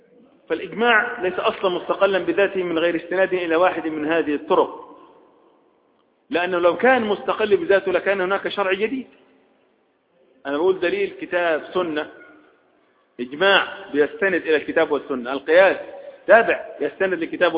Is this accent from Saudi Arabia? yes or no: no; Egypt; احنا عندنا في مصر عرف، اهل بحر لهم عرف، اهل الصعيد لهم عرف